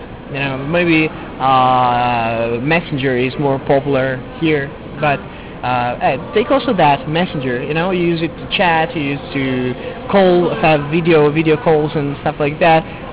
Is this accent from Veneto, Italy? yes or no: yes; Venice, Veneto, Italy; English is a second language; I come from Venice originally in Italy, Venezia.